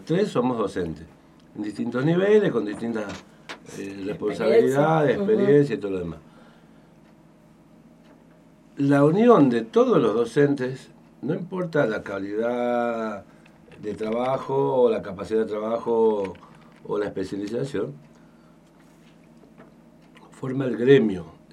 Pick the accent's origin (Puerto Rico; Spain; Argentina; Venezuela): Argentina; Tucumán; now in Misiones, Argentina; yo soy de Tucumán, nací en Tucumán, me malcrié allá. después tuve la posibilidad de elegir de venir a vivir acá a Misiones.